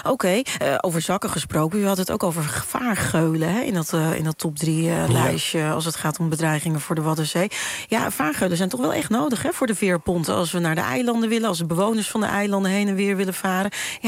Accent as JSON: {"language": "Dutch", "country": "Netherlands", "said": "Garnalenvisserij, daar zijn we natuurlijk ontzettend trots op als Nederlanders."}